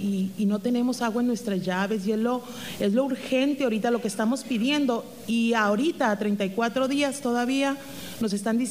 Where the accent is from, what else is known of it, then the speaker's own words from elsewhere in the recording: Banámichi, Sonora, Mexico; ciudadana afectada de Banamichi, del río de Sonora. Yo nací ahí en Banamichi y pues ahí me quiero morir